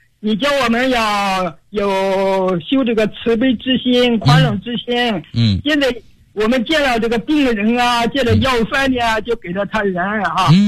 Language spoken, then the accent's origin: Chinese; Foshan, Guangdong, China; 我来自广东佛山，今年已经84周岁了。